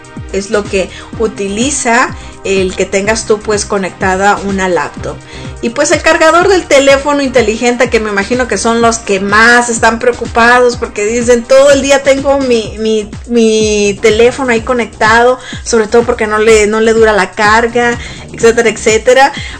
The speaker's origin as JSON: {"language": "Spanish", "region": "Sonora", "country": "Mexico", "moved": "yes", "lives_now": "United States", "said": "pero en México, sobre todo en Sonora, que es de donde yo soy originaria, pues hace muchísimo calor, ¿verdad?"}